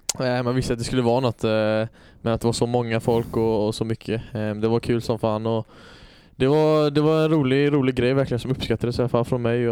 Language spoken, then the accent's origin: Swedish; Öland, Kalmar County, Sweden; jag visste inte om jag var hemma på Öland eller om jag var på